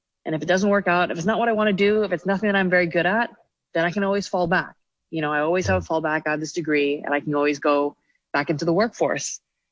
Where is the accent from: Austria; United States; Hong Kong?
Hong Kong; growing up in Hong Kong, you come from a society where a lot of people value your status, how much money you make, what you're wearing and all these things.